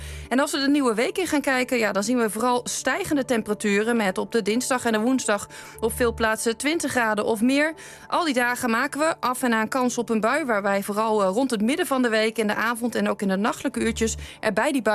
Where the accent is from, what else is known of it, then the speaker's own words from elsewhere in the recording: Rozenburg, South Holland, Netherlands; Ik kom hier vandaan. Nou, dat lieg ik eigenlijk. Ik kom uit Rozenburg. Ik heb hier wel lang gewoond. Dus ik ben wel gewoon een Rotterdammer.